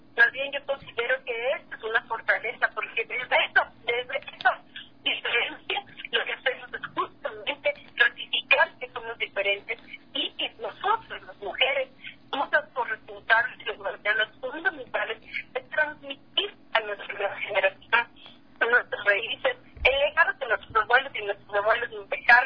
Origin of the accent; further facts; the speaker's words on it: Peru; yo te hablo desde mi pueblo, el pueblo peruano.